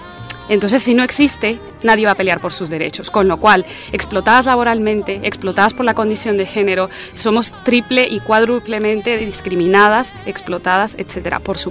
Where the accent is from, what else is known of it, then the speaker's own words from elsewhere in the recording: Guatemala; soy guatemalteca también.